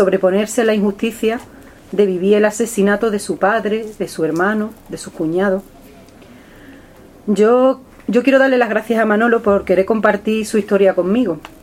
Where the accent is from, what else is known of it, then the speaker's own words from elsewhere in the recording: Fuentes de León, Extremadura, Spain; una majá en Zufre o en mi pueblo, que es Fuentes de León, es un lugar donde se guardan animales